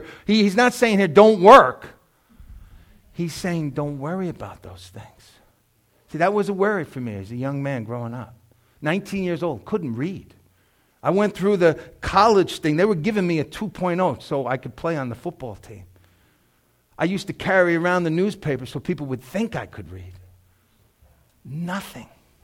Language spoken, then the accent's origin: English; New York, United States; I was a hood kid, man. Right across the street was Moffett Gardens. I grew up on St. Joseph Avenue.